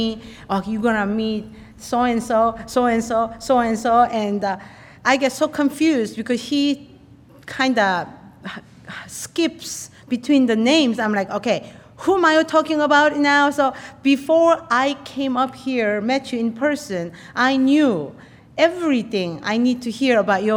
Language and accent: English; South Korea; now in United States; I am from Korea, you know, please bear that in mind